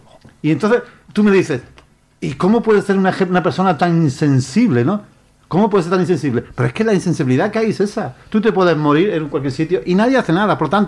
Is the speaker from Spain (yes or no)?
yes; Spain; lo que estamos vendidos es, somos los españoles.